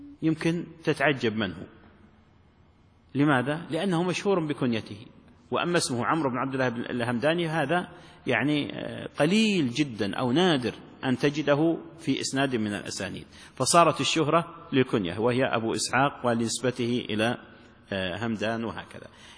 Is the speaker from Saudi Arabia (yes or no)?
yes; Najd, Saudi Arabia; لا وقت قريب عندنا في نجد اللقب يلزم الإنسان لأتفه الأسباب